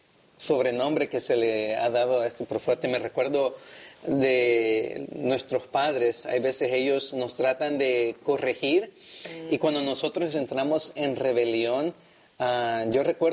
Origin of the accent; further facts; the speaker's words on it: El Salvador; now in California, United States; también soy de California, como dos de mis compañeros aquí, aunque soy originario de El Salvador y soy estudiante de teología.